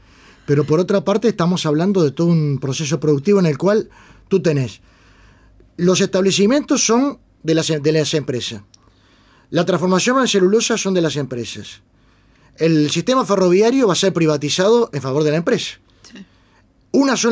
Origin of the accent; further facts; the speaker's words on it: Uruguay; Me da vergüenza como uruguayo, me da vergüenza como latinoamericano